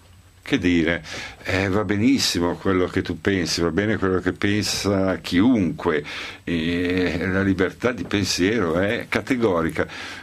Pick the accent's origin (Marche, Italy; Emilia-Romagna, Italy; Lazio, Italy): Emilia-Romagna, Italy; Reggio Emilia; io sono nato a Reggio Emilia molto tempo. E quindi la Serie A al Palabigi è sempre una cosa che mi fa felice